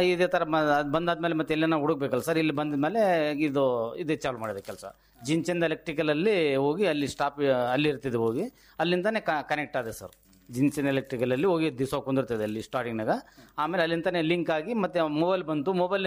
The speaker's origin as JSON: {"language": "Kannada", "town": "Marchad", "region": "Karnataka", "country": "India", "said": "ನಮ್ಮ ಊರು ಮರ್ಚಡ್, ರಾಯಚೂರು ಅಂತ 12 ಕಿಲೋಮೀಟರ್ ದೂರ ಇದೆ ಸರ್. … ನಾನು ಎಲೆಕ್ಟ್ರಿಷಿಯನ್ ಸರ್. ಲೋಕಲ್ ರಾಯಚೂರಲ್ಲಿ ಎಲೆಕ್ಟ್ರಿಷಿಯನ್ ಕೆಲಸ ಮಾಡ್ತಾ ಇದ್ದೀನಿ ಸರ್."}